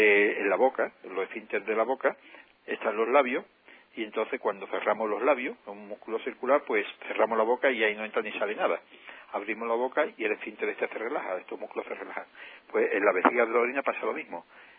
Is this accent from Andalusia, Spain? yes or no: yes; Andalusia, Spain; la parte que nos toca como ciudadano andaluz, y que tengan una grata estancia en nuestra tierra